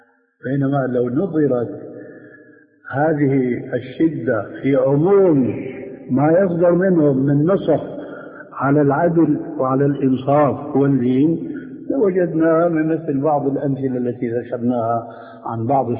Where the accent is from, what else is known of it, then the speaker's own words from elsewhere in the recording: Syria; وهنا يقولون عندنا في سوريا